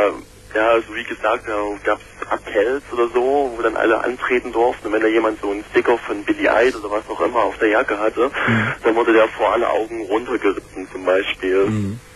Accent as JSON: {"language": "German", "region": "East Germany", "country": "Germany", "said": "Ja, so wie gesagt, ich bin aus Ostdeutschland, beziehungsweise Ex-Ostdeutschland."}